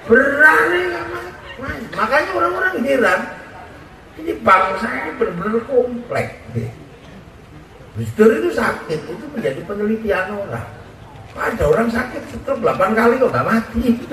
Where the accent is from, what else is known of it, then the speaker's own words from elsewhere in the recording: Medan, North Sumatra, Indonesia; Ibu tahu saya dari Medan.